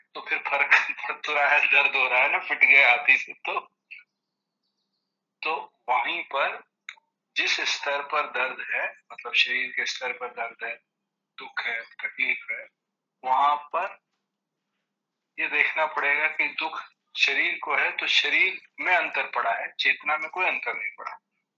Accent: Varanasi, Uttar Pradesh, India; बनारस में हमारा घर था और 45-50 किलोमीटर दूर हमारा गाँव।

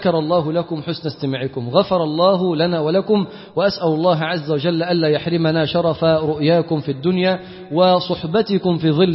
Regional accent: Damietta, Damietta Governorate, Egypt; انا مثلا من دمياط، ناس انا ضيف عليكم النهارده

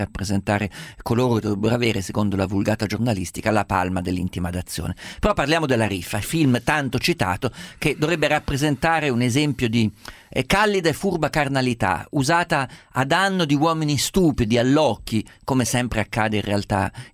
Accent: Umbria, Italy; Io che sono umbro conosco la donna umbra.

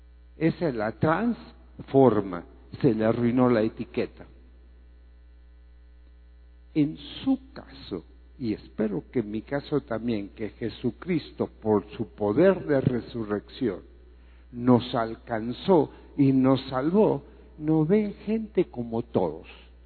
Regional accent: Greece; born there; Spanish is a second language; En la tierra donde yo nací, allá en Grecia

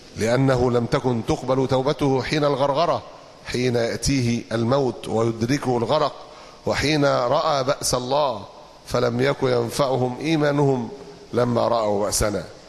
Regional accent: Egypt; بلادنا تعاني، أمتنا تعاني، لا أقصد بلادنا مصر فقط،

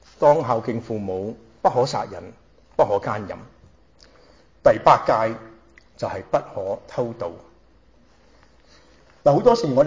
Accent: Hong Kong; born there; 我呢就係上海人，喺香港出世。

